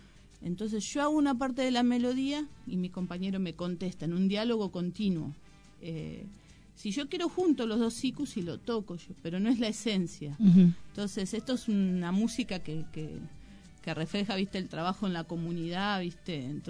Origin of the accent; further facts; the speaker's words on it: Moreno, Buenos Aires Province, Argentina; Y somos de Moreno, ¿y qué podemos buscar que nos represente?